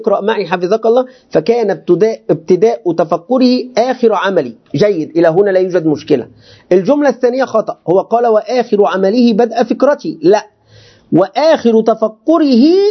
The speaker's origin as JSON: {"language": "Arabic", "country": "Egypt", "said": "أنا مصري مصري أريد أن أنت لماذا تضع هذه الكلمات الكبيرة في الأطعمة؟"}